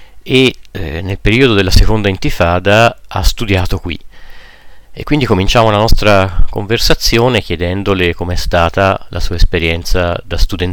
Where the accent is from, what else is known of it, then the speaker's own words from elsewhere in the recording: Tulkarem, West Bank, Palestine; Io sono di Tulkarem, che normalmente è a una distanza di non più di 25 minuti in macchina